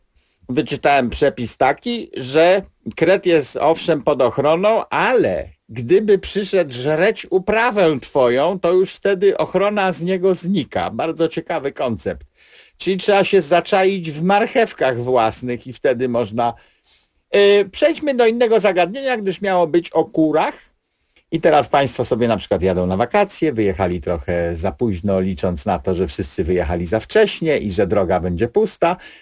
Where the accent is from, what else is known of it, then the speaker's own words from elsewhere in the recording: Pomeranian Voivodeship, Poland; U mnie na Kociewiu nie mówi się plewić ani pielić, jak w centralnej Polsce, tylko mówi się hakować.